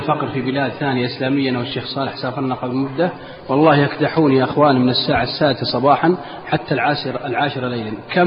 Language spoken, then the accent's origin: Arabic; Al-Qassim, Saudi Arabia; أكبر مجرم عندنا في القصيم أو في الدمام